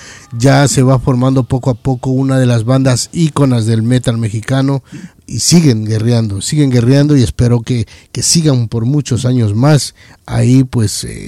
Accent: Ecuador; moved away as an adult; now in Madrid, Spain; yo también soy latinoamericano, soy ecuatoriano, radicado aquí ya para 25 años en Madrid.

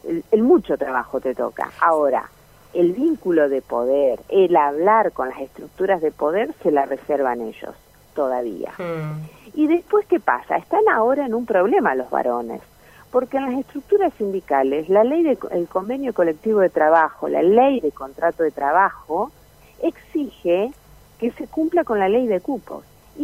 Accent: La Pampa, Argentina; yo vengo de La Pampa

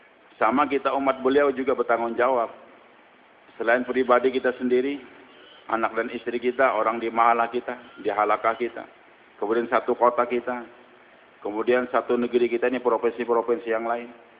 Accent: Banjarmasin, South Kalimantan, Indonesia; born there; Saya ini lahir di Banjarmasin.

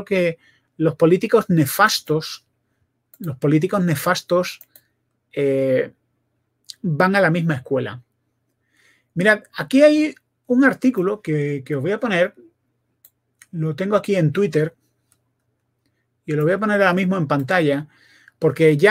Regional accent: Spain; yo soy español

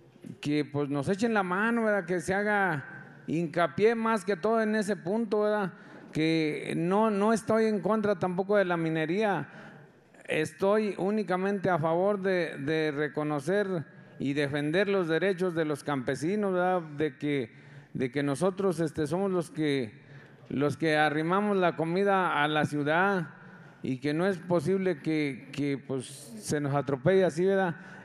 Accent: Ojo de Agua, San Luis Potosí, Mexico; vengo de la comunidad de Ojo de Agua.

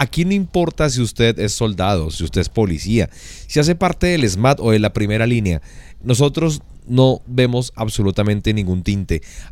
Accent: Colombia; hay que ver que somos colombianos, estamos todos bajo una misma bandera

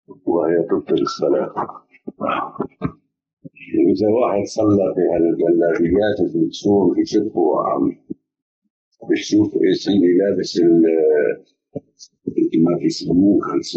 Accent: Aleppo, Aleppo Governorate, Syria; الناس كثير عندنا في حلب هيك صاير

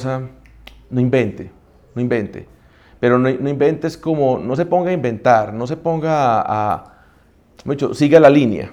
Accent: Antioquia, Colombia; nosotros cinco somos antioqueños, ¿cierto o no?

